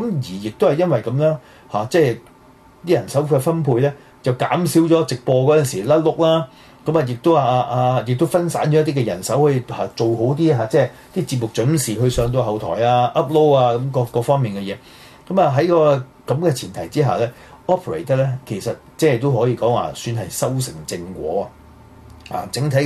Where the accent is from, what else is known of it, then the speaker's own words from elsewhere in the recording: Hong Kong; 為我哋香港人爭取我哋嘅民主權益、民主自由